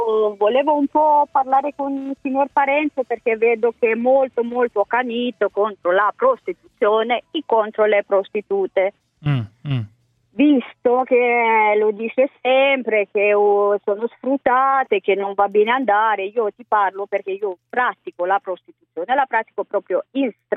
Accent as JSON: {"language": "Italian", "country": "Romania", "lives_now": "Milan, Italy", "said": "Sì, sono romena di nazionalità."}